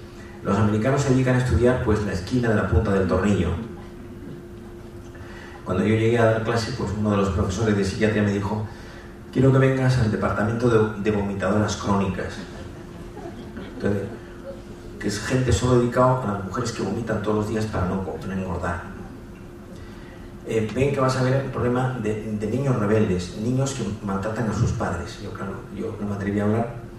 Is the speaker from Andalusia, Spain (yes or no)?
yes; Andalusia, Spain